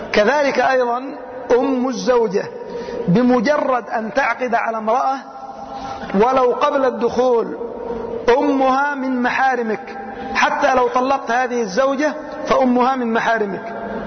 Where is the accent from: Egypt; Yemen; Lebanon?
Yemen; كثير من البلاد عندنا في اليمن